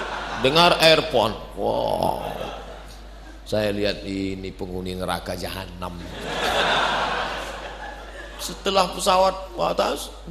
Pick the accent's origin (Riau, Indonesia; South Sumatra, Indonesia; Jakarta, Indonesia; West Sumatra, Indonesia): Riau, Indonesia; Saya sebagai orang Riau penengah, saya bilang itu dia bukan marah.